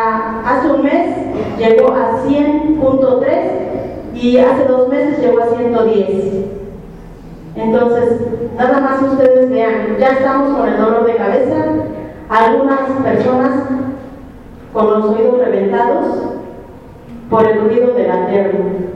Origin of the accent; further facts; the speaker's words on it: Mexico; Ojalá y de veras respondamos como mexicanos.